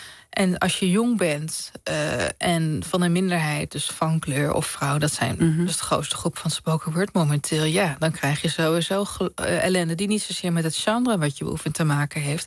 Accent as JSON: {"language": "Dutch", "region": "Overijssel", "country": "Netherlands", "said": "Ik kom uit Twente, platteland."}